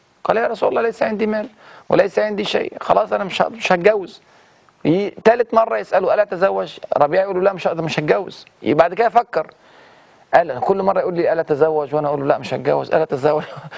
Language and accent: Arabic; Egypt; زي ما بيسموه عندنا في مصر يعني